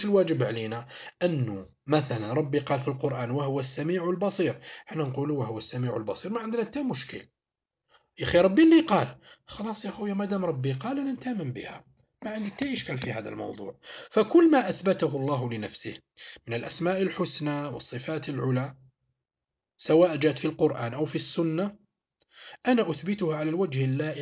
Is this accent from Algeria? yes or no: yes; Algeria; حنايا هنايا في طريقة الدفن عندنا في الجزائر نديروا طريقة الشق.